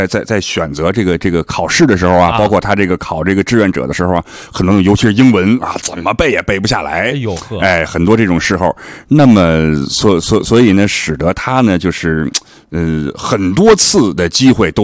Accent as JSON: {"language": "Chinese", "region": "Beijing", "country": "China", "tie": "born or raised there", "said": "我就是土生土长的那北京的孩子，然后我家里面呢，因为你像我父辈祖辈也都是，"}